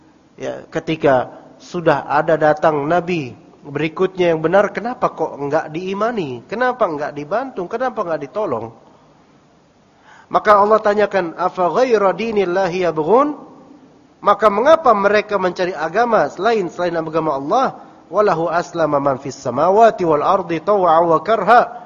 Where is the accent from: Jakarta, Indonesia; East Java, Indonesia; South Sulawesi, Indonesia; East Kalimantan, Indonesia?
Jakarta, Indonesia; Diganti sama kita orang Betawi terutama.